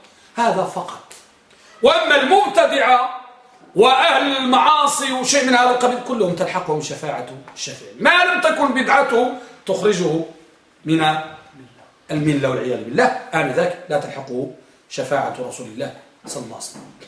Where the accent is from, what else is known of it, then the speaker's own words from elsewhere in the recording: Morocco; الملقب عندنا بالمغرب الملقم تلقيمة، يعني لقب